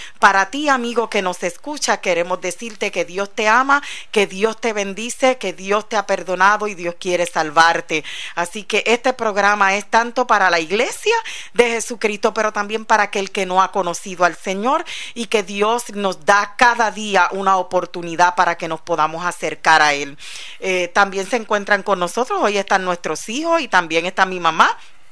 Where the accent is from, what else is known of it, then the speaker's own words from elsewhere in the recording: Puerto Rico; now in Florida, United States; Venimos desde Puerto Rico y radicado ya un año aquí en la Florida.